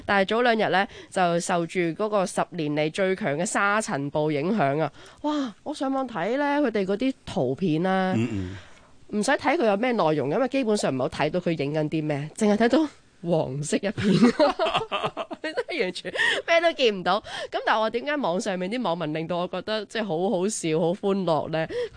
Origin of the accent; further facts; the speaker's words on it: China; 但系不嬲，我哋中国人咧嗰、那个即系成家立室嘅嗰个传统观念都好强下噶嘛